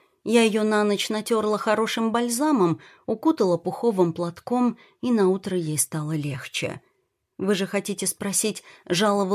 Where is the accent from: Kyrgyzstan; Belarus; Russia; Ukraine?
Russia; Bogolyubovo, Vladimir Oblast; now in Moscow, Russia; я тоже родом из Боголюбова. Работаю в Москве, в одной семье уже 6 лет.